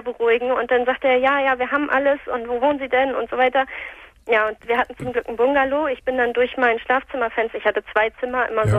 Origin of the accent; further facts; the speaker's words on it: Hamburg, Germany; wir kommen hier aus Hamburg.